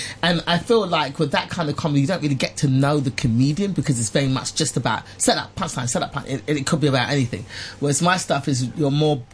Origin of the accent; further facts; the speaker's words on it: England, United Kingdom; moved away as an adult; now in Los Angeles, United States; So my mother, my mum and dad are Nigerian, and they went to London, and I was born and raised in England.